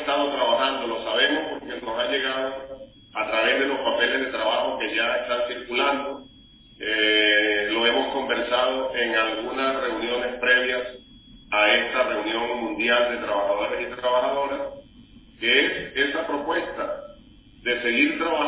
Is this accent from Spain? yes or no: no; Venezuela; ¿Por qué es tan importante para nosotros, como venezolanos y venezolanos, venezolanos y venezolanas, y más allá, como integrantes de la patria grande